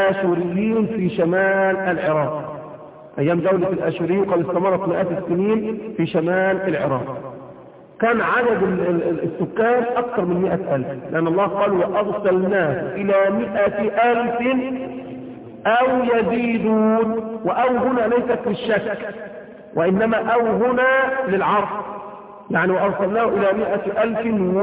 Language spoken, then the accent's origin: Arabic; Egypt; واحنا عندنا في مصر بحيرة ناصر